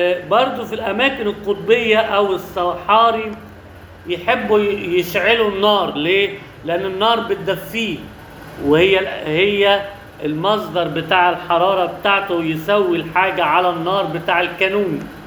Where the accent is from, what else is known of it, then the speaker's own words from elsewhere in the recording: Alexandria, Alexandria Governorate, Egypt; ودي عندنا في اسكندريه في حته اسمها عزبه الصيادين